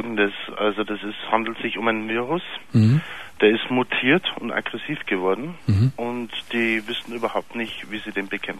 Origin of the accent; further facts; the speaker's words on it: Pfarrkirchen, Bavaria, Germany; Und ich bin ja aus Pfarrkirchen.